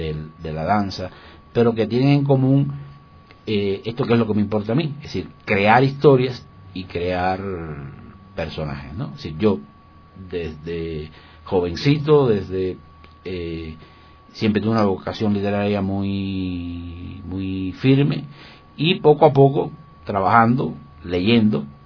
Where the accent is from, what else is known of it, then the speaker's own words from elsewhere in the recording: Cuba; Bueno, surjo y vengo, pues, de Cuba. Y dentro de Cuba, del centro de la isla, es de una zona montañosa.